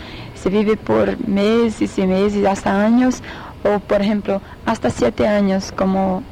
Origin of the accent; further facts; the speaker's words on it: Mato Grosso do Sul, Brazil; Spanish is a second language; Yo soy de Mato Grosso do Sul, que es la... Se queda en la parte oeste, centro-oeste, y está en la frontera con Bolivia y Paraguay. Yo tengo 29 años.